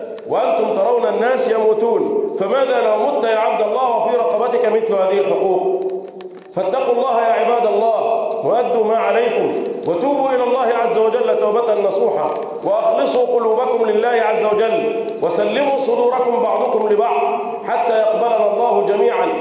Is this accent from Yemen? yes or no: no; Egypt; اللهم احفظ بلدنا مصر